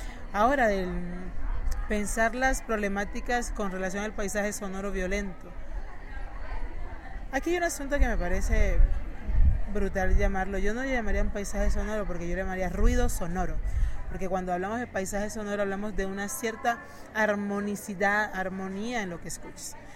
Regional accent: Cartagena, Bolívar, Colombia; Soy de Cartagena, soy caribeña. Soy una mujer migrante, lesbiana, feminista, antirracista

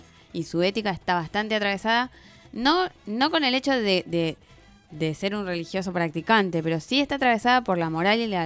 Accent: Arequipa, Peru; De Arequipa.

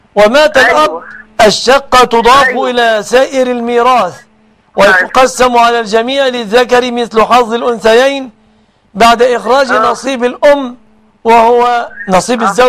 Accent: Egypt; أسأل الله أن يحفظ بلادنا مصر آمنة مطمئنة من كل مكروه ومن كل سوء

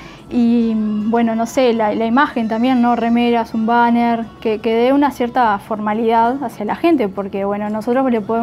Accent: Montevideo, Uruguay; yo soy de Montevideo, en serio, yo del Prado

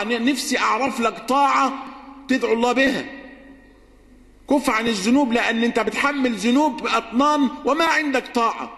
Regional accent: Egypt; واجعل بلدنا مصر سخاء رخاء

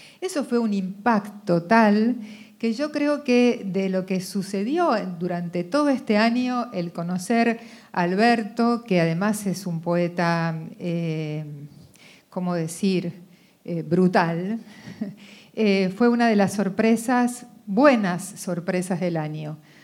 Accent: Argentina; que nacimos en la Argentina, somos estos argentinos que fuimos entrenados en esta condición

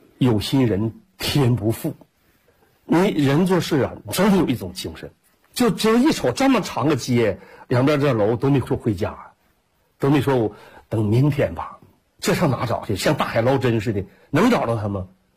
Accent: Jilin, China; 我说我是吉林的

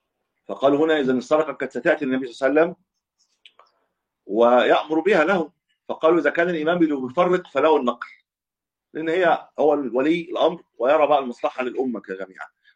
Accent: Cairo, Cairo Governorate, Egypt; يعني أنا من أهل القاهرة بخرج في القاهرة

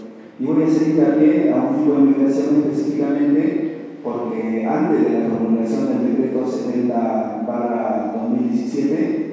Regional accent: Peru; moved away; Soy de Perú. Me vine hace 10 años a esta ciudad de estudiar y hoy me hice mi casa como una segunda casa, un segundo hogar.

